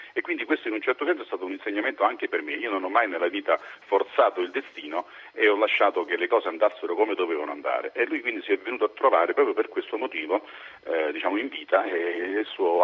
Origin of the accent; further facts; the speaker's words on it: Naples, Campania, Italy; now in Rome, Italy; Io sono di Napoli, però da molti anni vivo a Roma per motivi di lavoro.